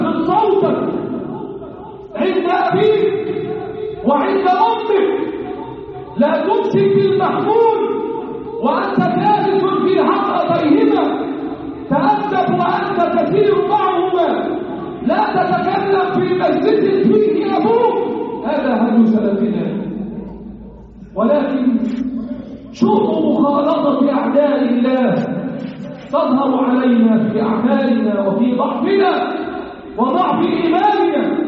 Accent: Egypt; اللهم احفظ بلدنا مصر

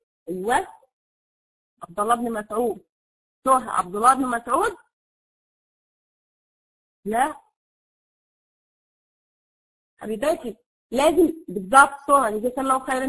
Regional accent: Egypt; فانا يعني الوقت سرق يعني زي ما بنقول عندنا في مصر

